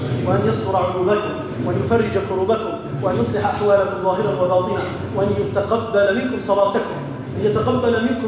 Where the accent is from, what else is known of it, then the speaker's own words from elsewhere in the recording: Algeria; أسأل الله عز وجل أن يحفظ بلدنا الجزائر